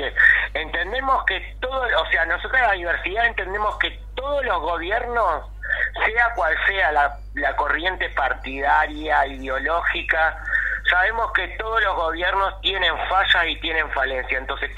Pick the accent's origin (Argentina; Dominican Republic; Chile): Argentina; no tenemos que bajar los brazos como argentinos, argentinas, y seguir peleando para seguir sobreviviendo